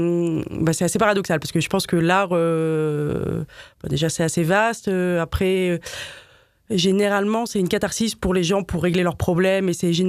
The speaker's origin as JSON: {"language": "French", "town": "Paris", "region": "Île-de-France", "country": "France", "also_born_or_lived": "Madrid", "said": "j'ai habité quelques années à Madrid. Donc je suis une vraie parisienne, il faut le dire."}